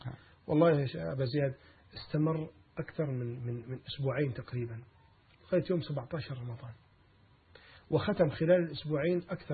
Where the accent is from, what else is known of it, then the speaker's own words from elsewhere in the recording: Alexandria, Alexandria Governorate, Egypt; قد يكون مشهور عندنا في الإسكندرية